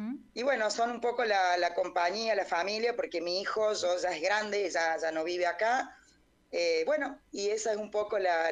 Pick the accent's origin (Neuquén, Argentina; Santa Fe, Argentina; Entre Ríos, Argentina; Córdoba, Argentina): Córdoba, Argentina; yo soy de Córdoba. En este momento estoy en mi casa, en la cocina